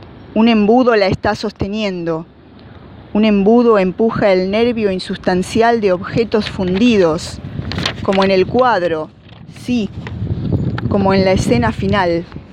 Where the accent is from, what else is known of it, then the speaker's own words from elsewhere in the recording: Mar del Plata, Buenos Aires Province, Argentina; soy de Mar del Plata.